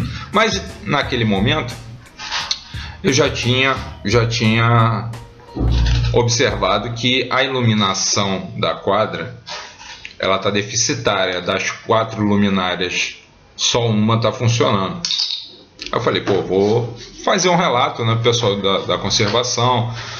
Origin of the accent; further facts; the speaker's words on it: Niterói, Rio de Janeiro, Brazil; born there; now in São Gonçalo, Brazil; do município do qual eu nasci, que é Niterói, e do qual eu sou radicado e vivo, que é São Gonçalo.